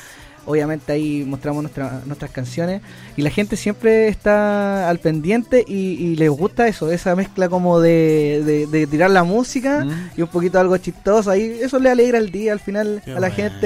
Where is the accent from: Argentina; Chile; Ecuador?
Chile; born there; Yo creo que soy mexicano y nací acá en Chile, sí.